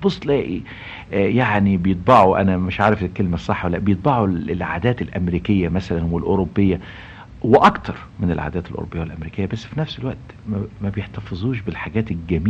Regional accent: Egypt; أنا النهاردة كمصري اتربيت في مصر وعشت في مصر وتمتعت بالثقافة المصرية والثقافة العربية

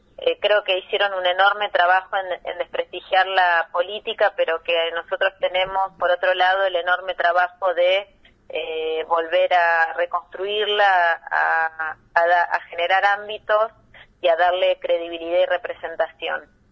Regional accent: Argentina; pero somos argentinos y queremos defender los intereses de nuestro país

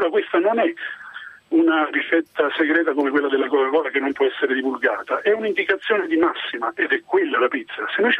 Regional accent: Naples, Campania, Italy; io ho 48 anni, sono un napoletano doc, quindi come tutti i napoletani sono abbastanza esperto della pizza

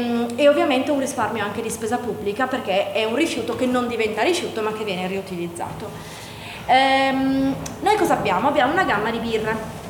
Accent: Turin, Piedmont, Italy; per noi da torinesi è un po' un arrivare nella città dove insomma accadono tante cose

